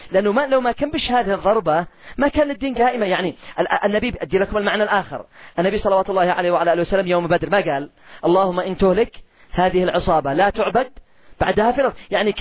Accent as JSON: {"language": "Arabic", "country": "Yemen", "said": "لا تقل اليوم على سعر الدقيق والقمح عندنا في اليمن ما تقلش عن 300 ريال"}